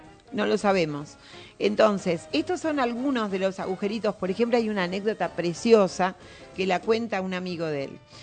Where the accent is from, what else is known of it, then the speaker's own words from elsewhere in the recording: Buenos Aires, Argentina; Yo era chiquitititita. Recuerdo que para no dejarme en la casa, porque nosotros somos de Buenos Aires y allá íbamos de paseo